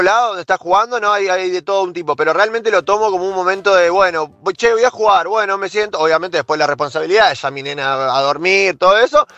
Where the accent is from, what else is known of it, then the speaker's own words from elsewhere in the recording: Buenos Aires, Argentina; De Belgrano, soy de Belgrano.